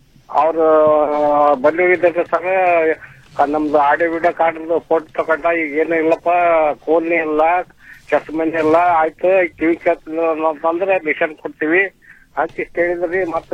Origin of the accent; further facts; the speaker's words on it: Jevargi, Karnataka, India; Jevargi ತಾಲೂಕ.